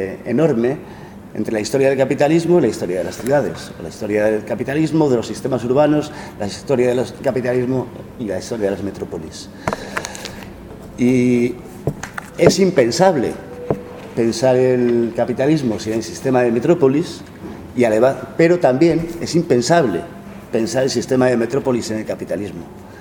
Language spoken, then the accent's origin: Spanish; Madrid, Community of Madrid, Spain; Hay que pensar que yo vengo de Madrid